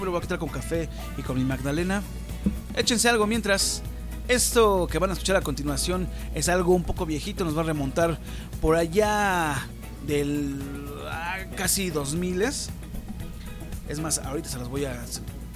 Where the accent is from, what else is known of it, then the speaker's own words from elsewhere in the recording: Mexico; la forma en que percibimos la pandemia nosotros como mexicanos